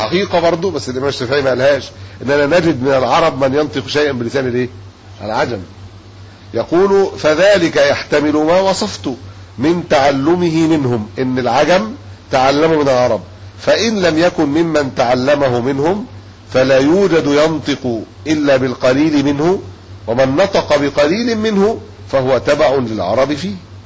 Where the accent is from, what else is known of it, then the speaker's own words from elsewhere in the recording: Egypt; إحنا مصريين في الأصل